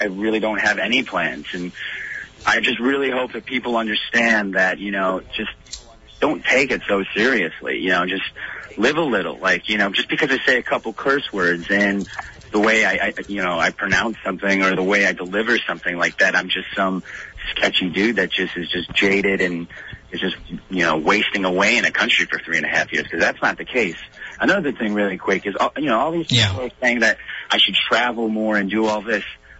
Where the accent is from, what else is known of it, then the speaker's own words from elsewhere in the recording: Chicago, Illinois, United States; moved away as an adult; I grew up in Chicago. It's freezing cold.